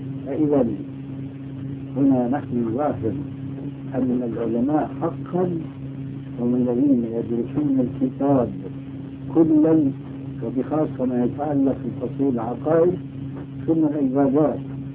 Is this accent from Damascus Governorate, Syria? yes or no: yes; Damascus, Damascus Governorate, Syria; also born or lived in Albania; now in Jordan; أنا أصلي ألماني ثم دمشقي ثم أردني، فأنا أعرف البلاد هاي كل واحدة لها إيش مجهولة المصيبة